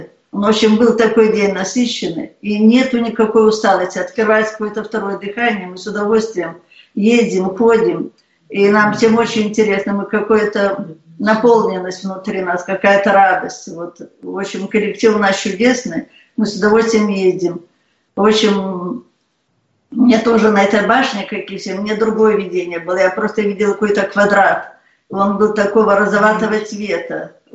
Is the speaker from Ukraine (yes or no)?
no; Belarus; я из Белоруссии.